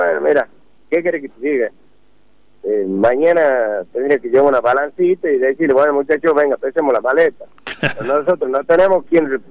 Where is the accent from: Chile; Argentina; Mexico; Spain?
Argentina; Alberdi, Tucumán; Yo soy del pueblo de Alberdi